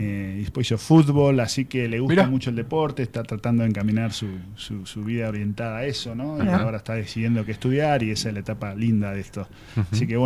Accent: Tandil, Buenos Aires Province, Argentina; also born or lived in Río Cuarto; Tengo amor por Tandil, yo no soy de acá. Yo nací en Río Cuarto, en Córdoba. Uh-huh. Vine muy chiquito acá.

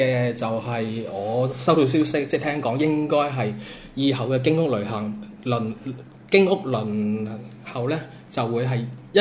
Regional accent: Macau; 咁所以就我咪話作為澳門人好傷心，就係咁解咯。

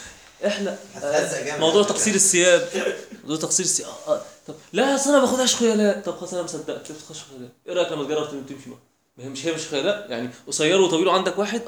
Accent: Egypt; احنا كمصريين الدنيا عندنا ابسط من كده

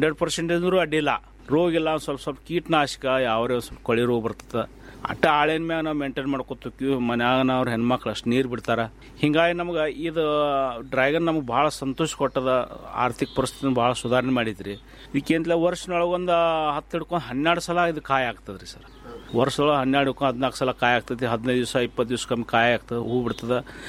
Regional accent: Ratnapur, Karnataka, India; ನಮ್ಮ ಊರು ರತ್ನಾಪುರ ತಾಲೂಕು ತಿಕೋಟ ಜಿಲ್ಲಾ ಬಿಜಾಪುರದವ್ರು.

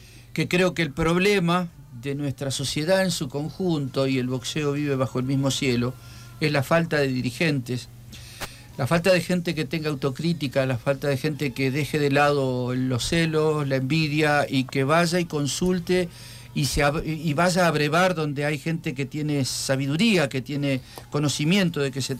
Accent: Argentina; En algunos casos nosotros como argentinos

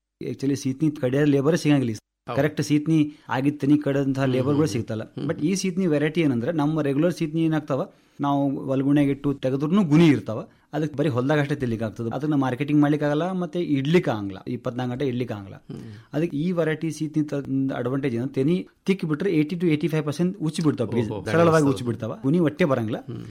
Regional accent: Tengli, Karnataka, India; ಮೂಲತಃ ಟೆಂಗ್ಳಿ ಗ್ರಾಮದವನು.

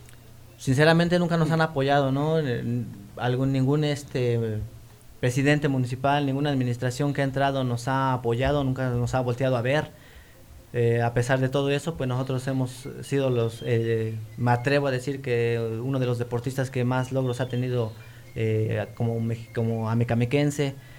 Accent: Mexico; Como buen mexicano, ¿no?

